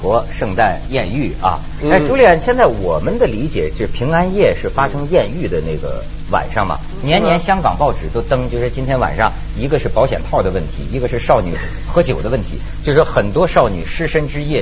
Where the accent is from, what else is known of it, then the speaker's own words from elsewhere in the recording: China; 后来我们中国人要多势利眼呢